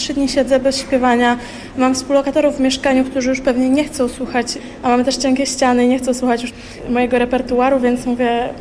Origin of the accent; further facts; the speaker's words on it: Lubartów, Lublin Voivodeship, Poland; now in Poznań, Poland; Ja jestem z Lubelszczyzny, czyli drugi koniec. Pochodzę z Ubartowa, malutkie miasteczko pod Lublinem. 7 godzin drogi pociągiem.